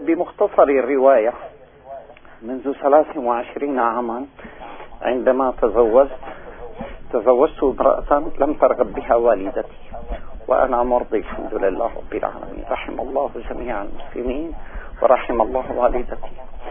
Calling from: Damascus, Damascus Governorate, Syria; من دمشق سيدي.

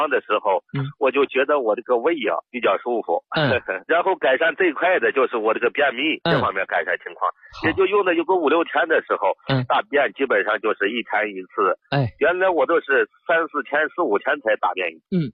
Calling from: Xi'an, Shaanxi, China; 我家是西安的。

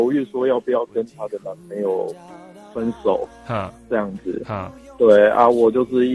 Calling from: Taipei, Taiwan; 我是台北的

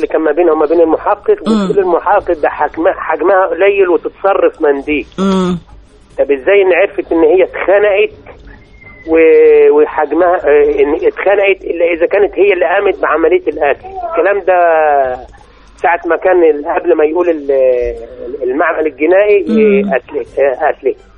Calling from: Qutur, Gharbia, Egypt; السجن القطور غربيه

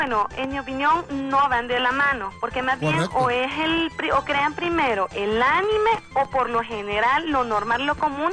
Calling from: Tegucigalpa, Francisco Morazán, Honduras; De aquí de Tegucigalpa

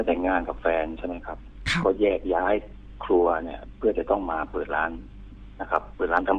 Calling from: Hat Yai, Songkhla, Thailand; ผมอยู่หาดใหญ่ครับ

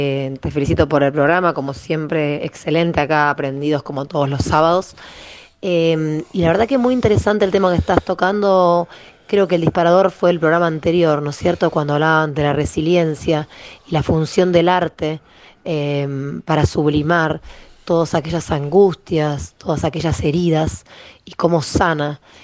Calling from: Florencio Varela, Buenos Aires Province, Argentina; de Florencio Varela.

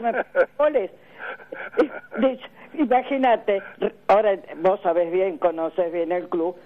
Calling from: Avellaneda, Buenos Aires Province, Argentina; de Avellaneda.

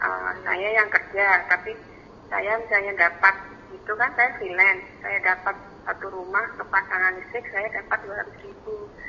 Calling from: Palangkaraya, Central Kalimantan, Indonesia; Ini kembali kami, saya dari Palangkaraya.

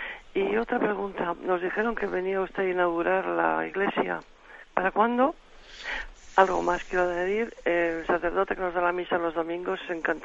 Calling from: San Sebastián, Basque Country, Spain; de San Sebastián.

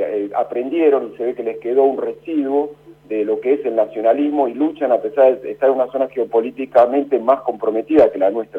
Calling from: Barracas, Buenos Aires Province, Argentina; de Barraca.

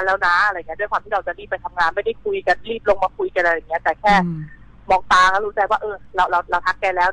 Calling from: Bangkok, Thailand

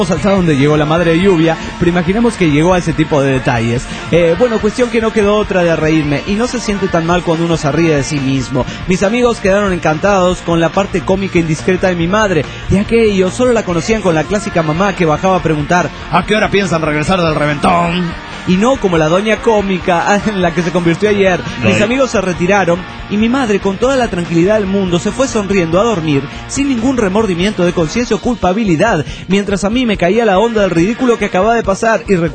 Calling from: Toluca, State of Mexico, Mexico; de Toluca, México.

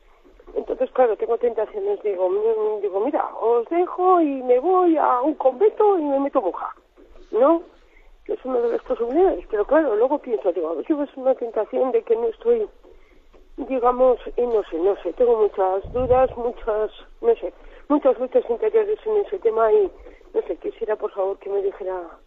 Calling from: Logroño, La Rioja, Spain; de Logroño.

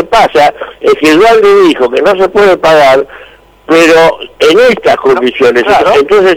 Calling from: Morón, Buenos Aires Province, Argentina; de Morón.

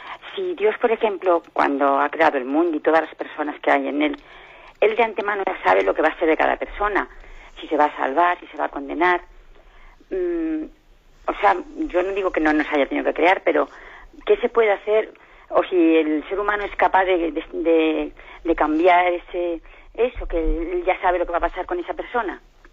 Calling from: Móstoles, Community of Madrid, Spain; de Móstoles.

